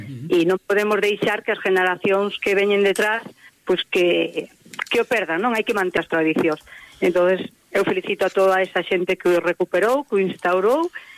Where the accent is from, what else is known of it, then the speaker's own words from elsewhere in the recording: Galicia, Spain; como boa galega e entroideira, pois quero transmitilo, non?